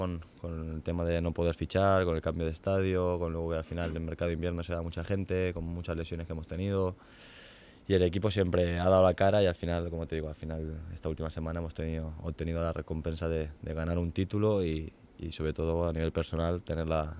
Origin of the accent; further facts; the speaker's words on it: Elche, Valencian Community, Spain; me encanta llevar a Elche por el mundo, ¿no? La verdad que estoy muy orgulloso de ser de donde soy